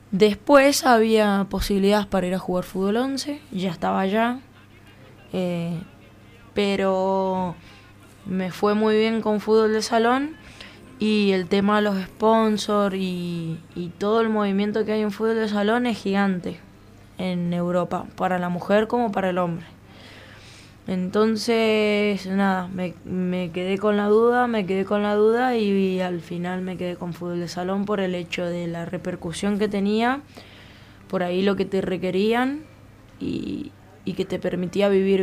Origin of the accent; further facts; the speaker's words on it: Guaymallén, Mendoza, Argentina; soy de Guaymallén, soy de Mendoza